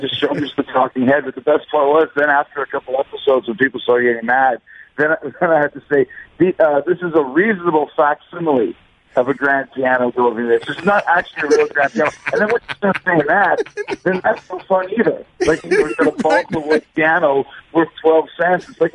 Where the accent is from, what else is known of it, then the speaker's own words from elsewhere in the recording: Canada; Well, here's the thing. I'm from Canada, so there's a lot of ways we can go here.